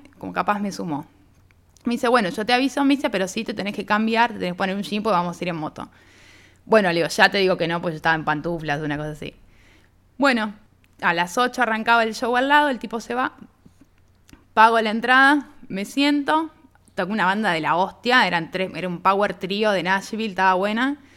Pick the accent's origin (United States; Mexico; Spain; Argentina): Argentina; No, le digo, soy de Argentina